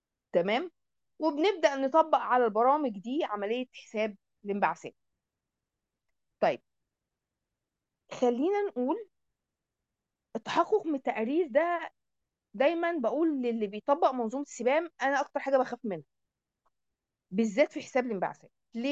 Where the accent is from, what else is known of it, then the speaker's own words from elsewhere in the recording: Egypt; وبالتالي بقى في عندنا في مصر الحمد لله جهه بتمنح الكلام ده